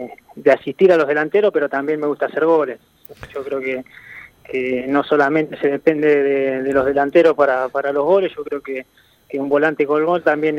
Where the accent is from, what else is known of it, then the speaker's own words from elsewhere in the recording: Mercedes, Buenos Aires Province, Argentina; mi vida deportiva arrancó de chico. Yo soy del interior de Buenos Aires.